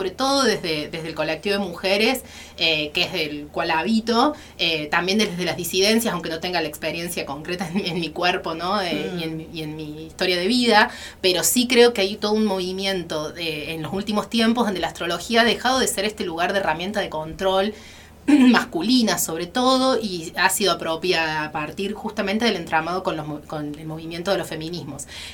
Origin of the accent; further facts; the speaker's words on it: Córdoba, Argentina; En realidad nací y criada en Córdoba capital, en el barrio Alto Alberdi, y ya viviendo en Sierras Chicas hace casi 5 años con mi familia. Así que, bueno, vengo de allá, de Arroyitos y Sierras